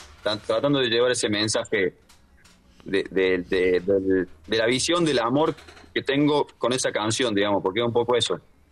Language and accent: Spanish; Córdoba, Argentina; now in Jujuy, Argentina; cordobés, viviendo en Jujuy. Pero viajando siempre por todos lados